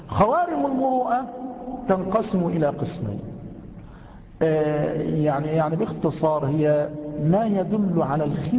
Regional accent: Mansoura, Dakahlia, Egypt; قد يكون عندنا في المنصورة خارم، يعني قد يكون خارما عندنا هنا

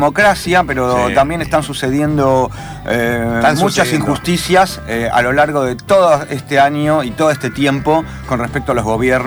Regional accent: Argentina; como ciudadano argentino a lo largo de 53 años de vida en la República.

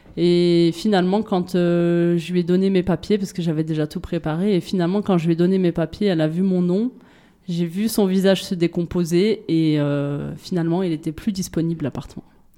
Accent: France; born there; moi, je suis née en France, de parents nés en France

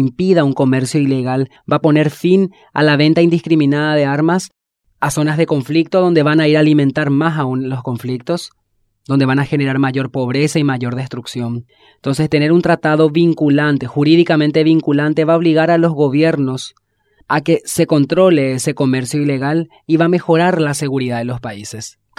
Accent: Asunción, Paraguay; soy de Asunción, Paraguay

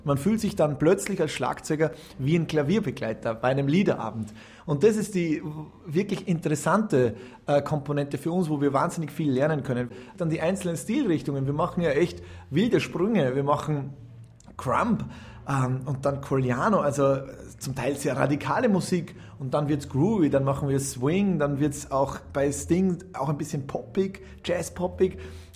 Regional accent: Salzburg, Austria; Ich bin Salzburger

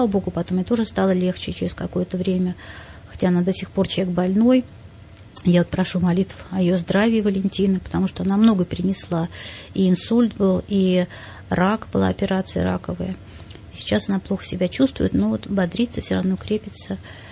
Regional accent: Russia; Мы из России, наш самолет и самолет

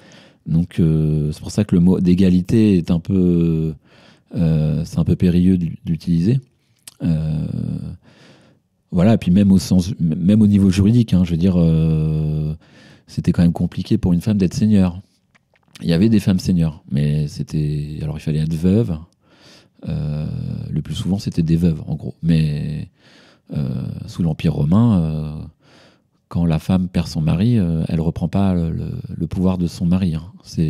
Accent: France; parce que je suis français, donc j'ai pris l'histoire de France.

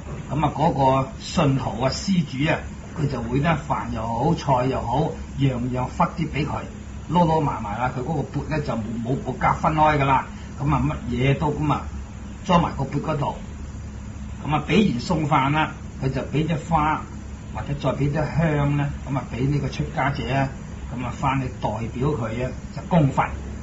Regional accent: Guangdong, China; 不過我哋廣東人讀呢兩個字咧就係、是、比丘。

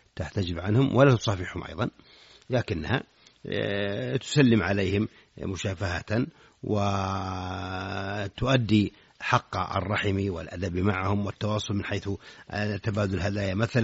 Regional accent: Saudi Arabia; في بلادنا المملكة العربية السعودية

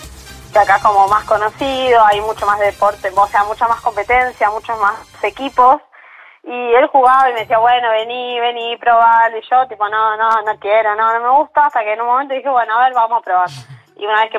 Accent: Argentina; la mayoría somos argentinas

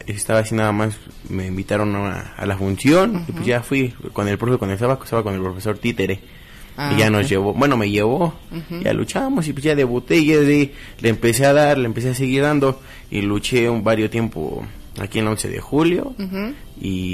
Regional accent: Pachuca, Hidalgo, Mexico; soy originario de Pachuca, orgullosamente pachuqueño

